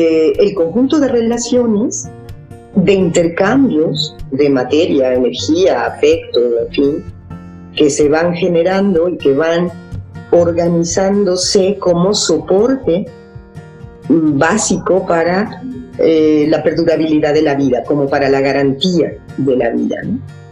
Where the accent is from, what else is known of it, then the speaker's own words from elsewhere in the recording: Mexico; Y sí siento que no hemos tenido capacidad como sociedad mexicana, como gremio